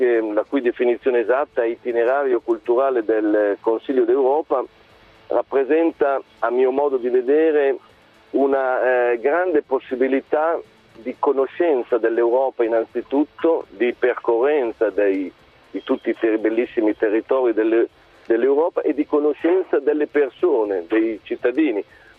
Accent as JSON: {"language": "Italian", "region": "Emilia-Romagna", "country": "Italy", "said": "io lo dico da emiliano come si sente"}